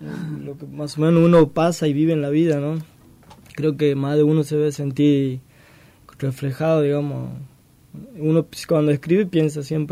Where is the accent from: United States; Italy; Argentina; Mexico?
Argentina; Santiago del Estero; yo vengo de Santiago, hay mucha gente que no entiende del tema